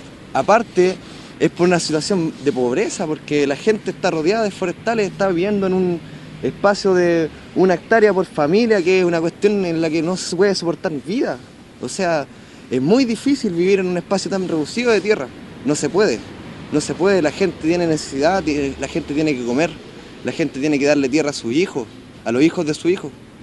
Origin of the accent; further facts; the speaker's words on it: Chile; Nosotros tenemos que ser los indígenas de Chile. Nosotros no somos los indígenas de Chile, nosotros somos mapuches.